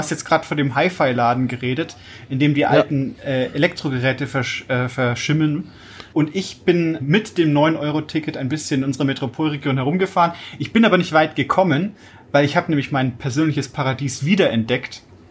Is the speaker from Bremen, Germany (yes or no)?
no; Fürth, Bavaria, Germany; Ich bin ja in Fürth geboren auch und habe da ja auch lang gewohnt und mich sehr wohl gefühlt dort